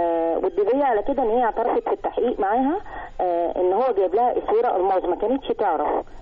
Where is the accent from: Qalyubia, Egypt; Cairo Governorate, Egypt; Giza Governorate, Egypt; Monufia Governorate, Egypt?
Giza Governorate, Egypt; Giza